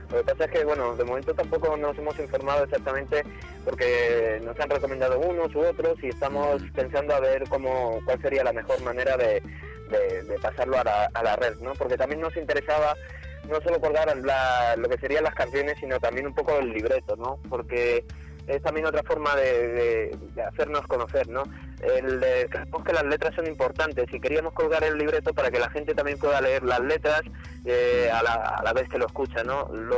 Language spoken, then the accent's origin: Spanish; San Sebastián de los Reyes, Community of Madrid, Spain; Nosotros, dos miembros del grupo, somos de San Sebastián de los Reyes, que está pues en la provincia de Madrid